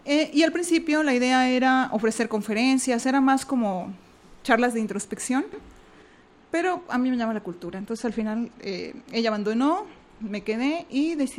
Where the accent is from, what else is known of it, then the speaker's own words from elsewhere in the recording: Hidalgo, Mexico; now in Guadalajara, Mexico; De la Huasteca de Hidalgo. Sí, sí. Pues yo tengo muchos años en Guadalajara.